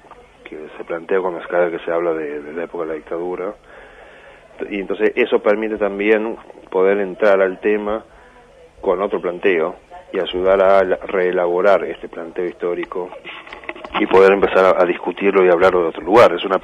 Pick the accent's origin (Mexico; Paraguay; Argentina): Argentina; Tucumán; Yo iba mucho al cine cuando era chico en Tucumán.